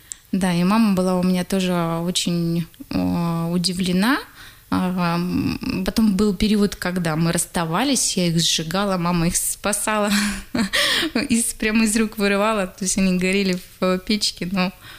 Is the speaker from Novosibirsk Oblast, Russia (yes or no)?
no; Saryg-Sep, Tuva, Russia; born there; И я родилась в Тыве.